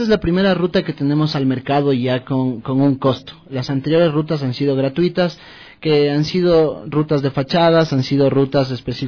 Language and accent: Spanish; Quito, Pichincha, Ecuador; necesitamos generar una identidad como ecuatorianos, una identidad como quiteños, saber de dónde venimos y hacia dónde vamos.